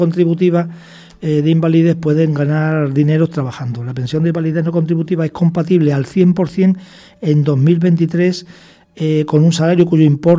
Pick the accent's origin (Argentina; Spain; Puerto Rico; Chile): Spain; Badajoz, Extremadura; Yo cuando estaba en mi tierra, en Badajoz, para llegar a Mérida, que eran 60 kilómetros, tardaba 20 minutos.